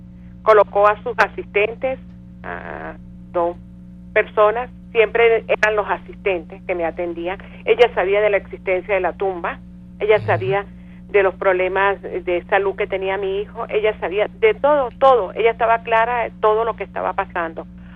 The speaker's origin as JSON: {"language": "Spanish", "country": "Venezuela", "said": "Yo siempre he hablado como madre, como ciudadana venezolana"}